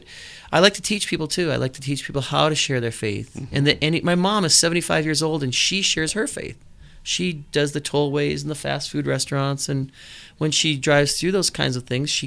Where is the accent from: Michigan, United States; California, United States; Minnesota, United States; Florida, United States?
Minnesota, United States; Well, I'm originally from Minnesota. I grew up ski racing, and I was a member of the U.S. ski team